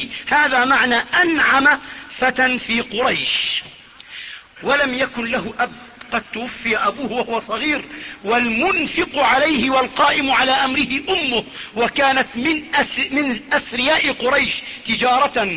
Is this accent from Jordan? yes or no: yes; Jordan; وبصيرة في عندنا في الأردن، الشام فيش فيها بصرة.